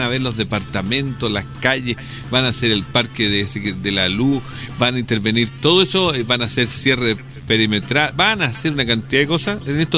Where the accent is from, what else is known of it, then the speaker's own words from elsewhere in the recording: Chile; Pero como buenos chilenos, la tocamos cuando podamos.